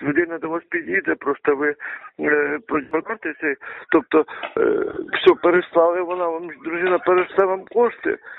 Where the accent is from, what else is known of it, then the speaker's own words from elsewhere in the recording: Kyiv, Ukraine; Я взагалі з Києва